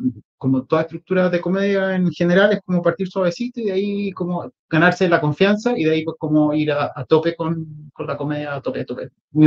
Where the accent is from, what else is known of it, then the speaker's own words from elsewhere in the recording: Chile; moved away; En Chile soy un chileno más, acá soy un latino